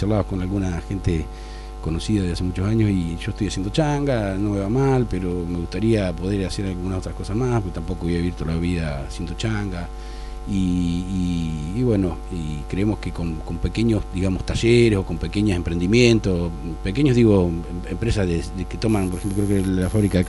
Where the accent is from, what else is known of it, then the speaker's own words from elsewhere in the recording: Del Carril, Buenos Aires, Argentina; Del Carril es mi patria chica